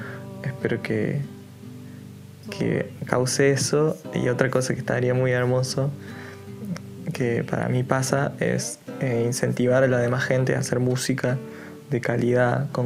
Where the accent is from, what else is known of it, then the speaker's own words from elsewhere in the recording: Salsipuedes, Córdoba, Argentina; que es acá de Salsi pues, de mi pueblo